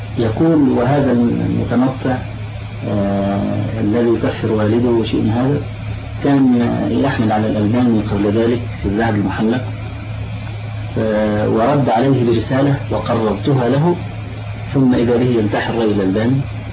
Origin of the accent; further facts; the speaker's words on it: Egypt; طلعت حديثا عندنا في مصر